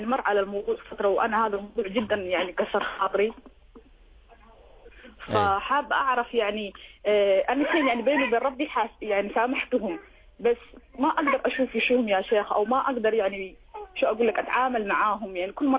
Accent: Somalia; now in Sharjah, United Arab Emirates; شيخ أنا صومالية مقيمة في دولة الإمارات في مدينة الشارجة

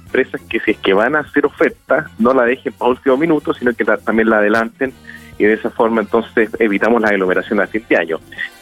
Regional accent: Chile; porque como buen chileno, vamos a último minuto a comprar los regalos de Navidad.

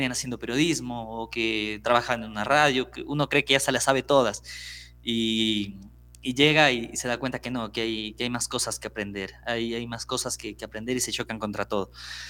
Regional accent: Ambato, Tungurahua, Ecuador; now in Quito, Ecuador; alrededor de los 8 o 9 años me fui a vivir ya en Ambato. Entonces yo me considero un ambateño porque la mayoría de mi vida la hice por allá. Entonces yo acá en Quito siempre digo que soy de Ambato.

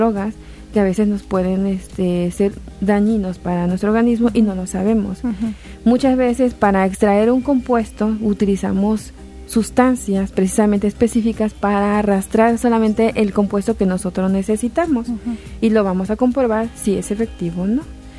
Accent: San Andrés Tuxtla, Veracruz, Mexico; De San Andrés Tuxtla, Veracruz.

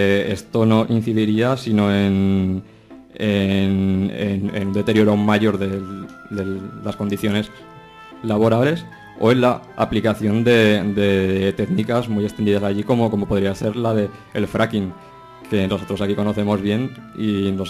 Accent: Borja, Aragon, Spain; ya que aquí estamos, somos eso, pues de Borja y demás

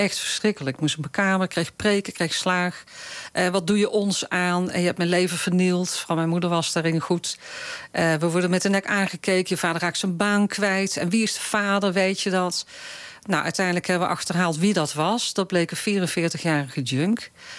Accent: Breda, North Brabant, Netherlands; Ik kom uit Breda, dus een stad waar veel carnaval werd gevierd.

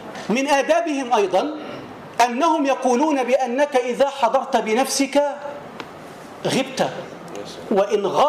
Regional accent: Tanta, Gharbia, Egypt; وهو من الأطباء المشهود لهم بالكفاءة عندنا في طنطا

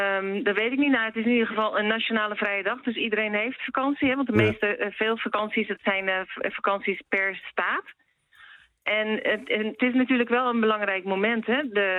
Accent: Netherlands; Nee, en sowieso, ik mag het niet eens, want ik ben Nederlander. Als Nederlander mag je officieel niet met politieke situatie inlaten.

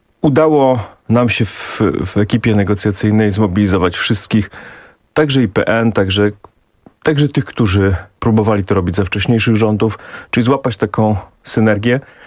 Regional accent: eastern Poland, Poland; ludzie w moich rodzinnych stronach na wschodzie Polski boją się

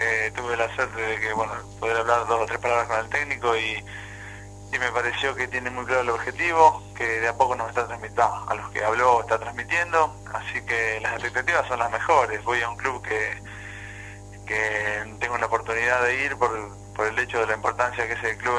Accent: Chivilcoy, Buenos Aires Province, Argentina; born there; Yo soy de Chivicoy nacido, y bueno, acá Jauri lo tengo a menos de una hora, así que me vine para jugar acá a Flandria

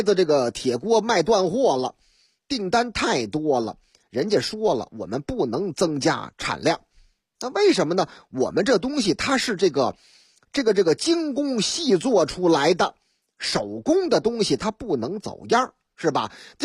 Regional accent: Shanghai, China; 说这个我老家上海啊，上海出这个阳春面呢

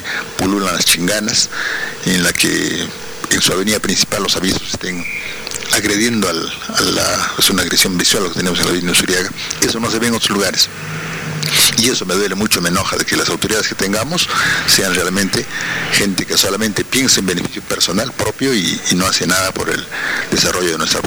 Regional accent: Huaraz, Ancash, Peru; Yo soy huaracino, quiero mi tierra

